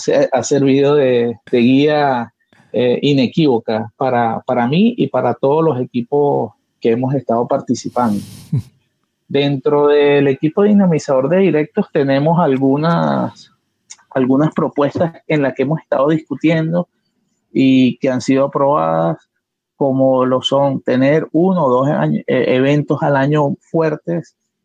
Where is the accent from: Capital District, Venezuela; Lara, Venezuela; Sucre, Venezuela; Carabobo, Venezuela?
Capital District, Venezuela; Caracas; soy de Caracas, Venezuela